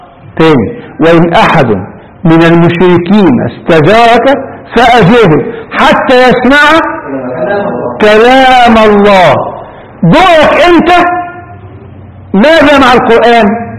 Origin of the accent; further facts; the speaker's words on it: Egypt; إحنا هنا نستعملها كمصريين، ولك يا بني آدم يعني إيه؟